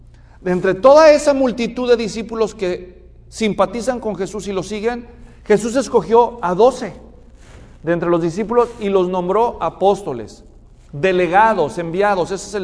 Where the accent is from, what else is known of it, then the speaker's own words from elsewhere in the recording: Mexico; En México, yo soy mexicano, en México los que son de la capital